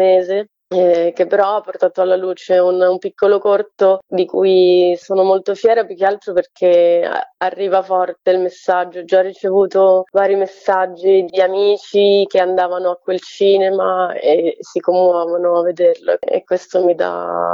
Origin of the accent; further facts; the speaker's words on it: Domodossola, Piedmont, Italy; io sono di Domodossola